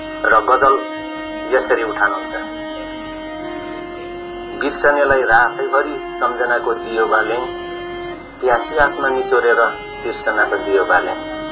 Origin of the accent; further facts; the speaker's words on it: Koshi Province, Nepal; now in United Kingdom; म नेपालमा नेपालको पूर्वीय क्षेत्र जुन मेरो पुर्ख्यौली जिल्ला ताप्लेजुङ हो, त्यसपछिका मेरा स्थायी ठेगाना सुनसरी जिल्ला मिटरी हो। र हाल म यो बेलायतमा आफ्नो प्रवासी जीवन म व्यतीत गरिरहेको छु।